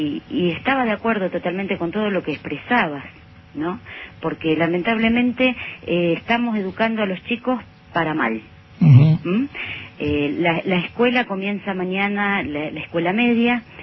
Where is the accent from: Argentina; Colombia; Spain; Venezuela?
Argentina; porque como argentina que soy lo quiero mucho